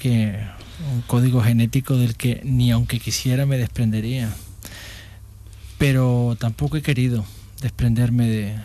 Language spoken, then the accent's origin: Spanish; Canary Islands, Spain; accent: Canarian; En Granada hice mi carrera académica y, sin embargo, nunca perdí el acento de mi madre. Nunca lo perdí, porque siempre he pensado que para perder el acento canario tienes que poner de tu parte.